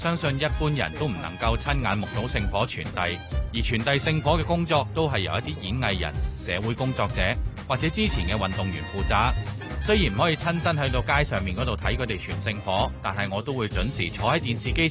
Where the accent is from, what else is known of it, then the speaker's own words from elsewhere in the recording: Japan; Cantonese is a second language; 而作为日本人，我都认为如果日本政府能够在防疫方面的措施做得更加好